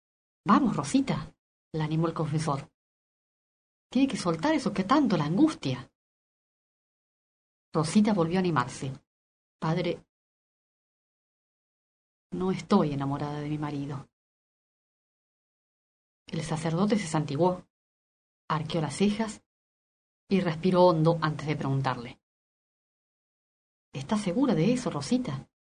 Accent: Córdoba, Argentina; De la provincia de Córdoba.

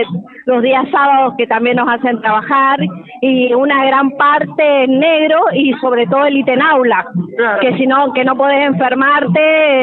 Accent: San Rafael, Mendoza, Argentina; De Montecomán, de San Rafael.

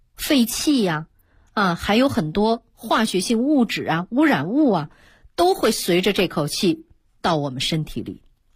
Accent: China; 那作为中国人，我们也有得天独厚的这样的一个保持健康的条件。

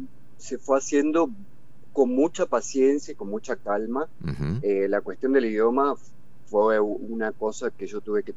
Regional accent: Zárate, Buenos Aires Province, Argentina; yo soy de Zárate, que es una ciudad hacia el norte de la provincia de Buenos Aires

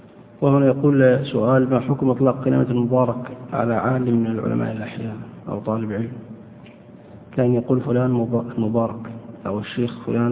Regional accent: Saudi Arabia; بل إني سمعت مرة أحد الشباب يلقي قصيدة شعر بين يدي أحد الدعاة عندنا في السعودية

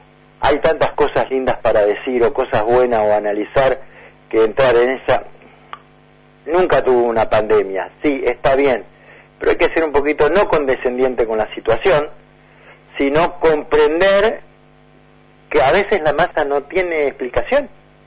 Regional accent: Argentina; no, somos argentinos

